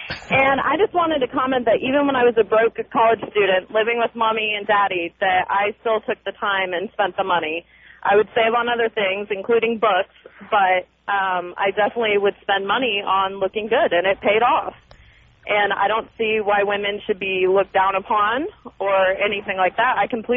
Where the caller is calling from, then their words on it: Scottsdale, Arizona, United States; I'm calling from Scottsdale, Arizona, which is one of the epicenters of fashion and high-maintenance women.